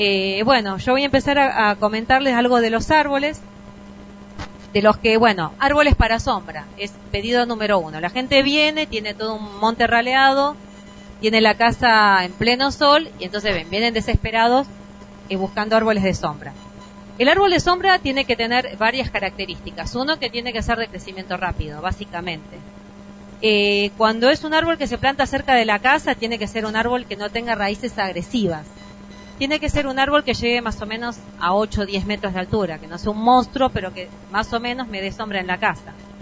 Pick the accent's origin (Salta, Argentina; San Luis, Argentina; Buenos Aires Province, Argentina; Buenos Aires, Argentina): San Luis, Argentina; Carpintería; Venimos de San Luis, de Carpintería, que queda a unos 9 kilómetros de Merlo.